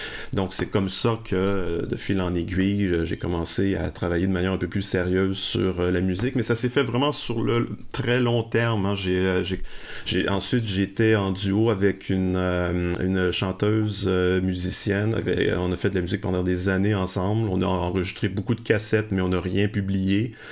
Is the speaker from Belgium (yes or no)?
no; Lévis, Quebec, Canada; Mais j'ai grandi à Lévis.